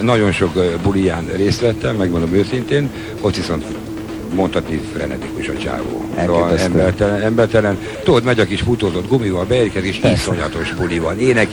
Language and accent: Hungarian; Budapest, Hungary; Persze, mindig is pesti voltam.